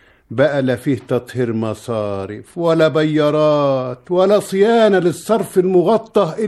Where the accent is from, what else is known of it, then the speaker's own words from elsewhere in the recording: Shubra Khalfun, Monufia Governorate, Egypt; وده بيبان عندنا في الأرض الزراعية في قريتنا شبرا خلفون مركز شبين الكوم، بيبان في طبقة الأرض السابخة اللي لا بتقبل زرع ولا مية